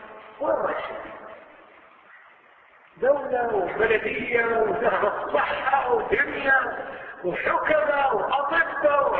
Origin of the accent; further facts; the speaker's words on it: Kuwait; شوف اي مستشفى عندنا في الكويت